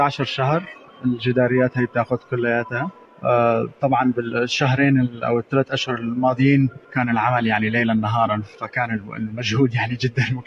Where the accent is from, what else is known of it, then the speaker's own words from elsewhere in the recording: Damascus, Damascus Governorate, Syria; also born or lived in Arab world; أنا سوري من دمشق لكن عشت في الوطن العربي يعني وتربيت فيه